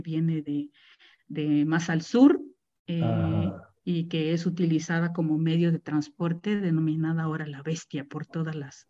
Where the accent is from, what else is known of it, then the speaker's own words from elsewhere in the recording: Mexico City, Mexico; born there; De hecho, mi hermano el mayor y yo nacimos en la Ciudad de México y el ferrocarril nos regresó porque pues a mi madre nunca terminó de gustarle vivir en la Ciudad de México por el clima, por muchas razones.